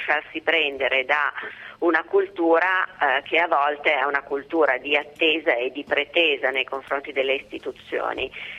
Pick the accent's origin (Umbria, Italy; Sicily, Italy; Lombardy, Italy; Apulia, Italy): Lombardy, Italy; Milan; Io sono di Milano, quindi conosco diciamo il movimento che c'è su Milano